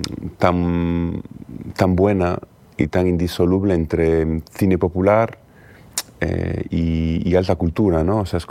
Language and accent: Spanish; Galicia, Spain; Precisamente como gallego no es raro que me interese el desierto.